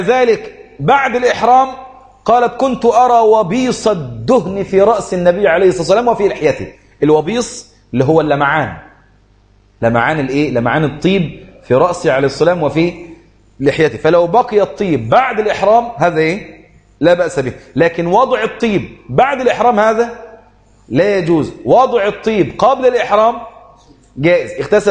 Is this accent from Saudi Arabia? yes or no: no; Egypt; جزء الحمام عندنا في مصر غالي جدا